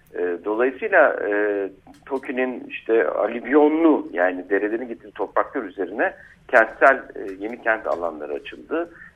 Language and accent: Turkish; Ankara, Turkey; Ben doğma büyüme ve Ankaralıyım.